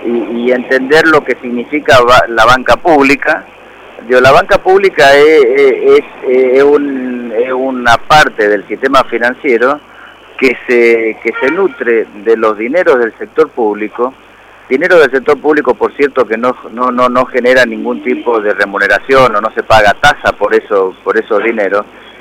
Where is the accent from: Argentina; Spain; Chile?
Argentina; esa es la preocupación que tenemos los trabajadores del banco como trabajadores y también como argentinos